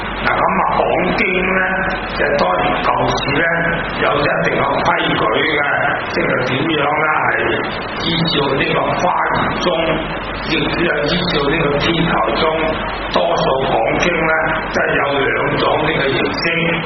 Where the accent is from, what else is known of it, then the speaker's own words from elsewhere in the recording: Hong Kong; 我本身是香港人，我有家庭都不小的，我近啲住，所以呢就我哋好標準廣東話呢